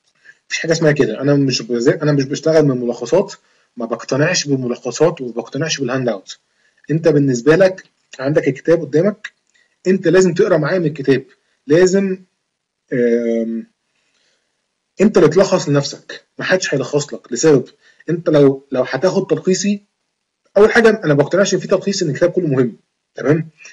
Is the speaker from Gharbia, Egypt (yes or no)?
no; Alexandria, Alexandria Governorate, Egypt; من اسكندرية، بس يعني لما امتحنتها ما كانتش امتحان في اسكندرية